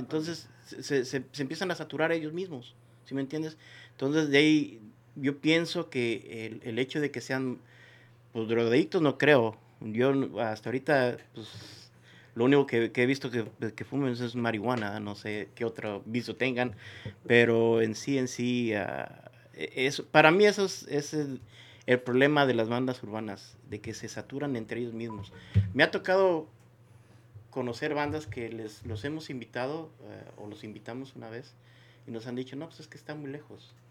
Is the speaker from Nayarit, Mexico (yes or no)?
yes; Nayarit, Mexico; yo soy de Nayarit, so a nosotros nunca nos llegó ese esa revolución de México